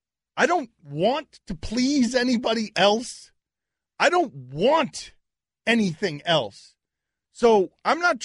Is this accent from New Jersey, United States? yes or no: yes; Jersey City, New Jersey, United States; born there; Yeah, I was born in Jersey City, actually.